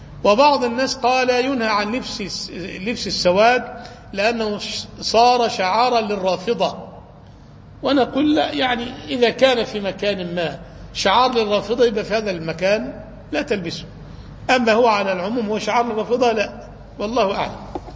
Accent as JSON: {"language": "Arabic", "town": "Cairo", "region": "Cairo Governorate", "country": "Egypt", "said": "عندنا في القاهرة الناس مش من عادتهم يلبسوا العمامة"}